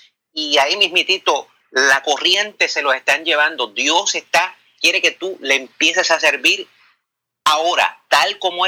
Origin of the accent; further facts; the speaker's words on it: Bayamón, Puerto Rico; yo soy un muchacho humilde, nacido en Bayamón, Puerto Rico.